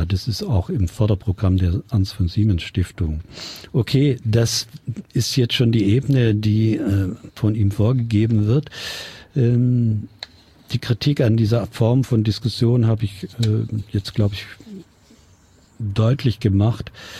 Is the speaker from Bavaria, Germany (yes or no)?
yes; Bavaria, Germany; ich komme sogar aus Bayern